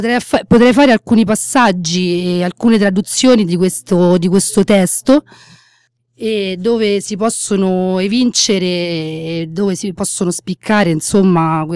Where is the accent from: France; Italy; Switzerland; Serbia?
France; accent: French; Italian is a second language; Faccio, insomma, direttamente la traduzione in italiano, dato che il mio accento francese non mi sembra uno dei migliori.